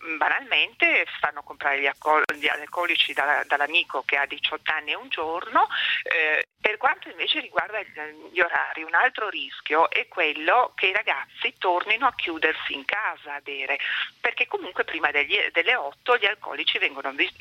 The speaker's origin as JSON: {"language": "Italian", "town": "Turin", "region": "Piedmont", "country": "Italy"}